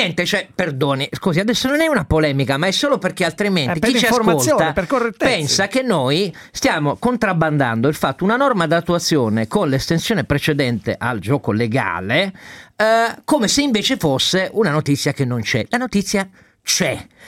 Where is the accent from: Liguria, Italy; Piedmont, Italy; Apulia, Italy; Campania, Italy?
Piedmont, Italy; sono piemontese, ne approfitto.